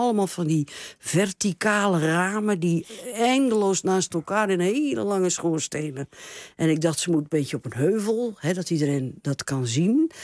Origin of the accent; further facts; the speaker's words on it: France; Ik moest meteen denken, ik kom uit Frankrijk